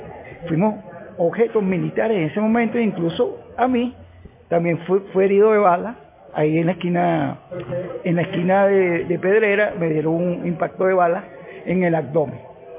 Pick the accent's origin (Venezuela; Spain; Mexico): Venezuela; Como venezolano, creo que la conspiración continúa.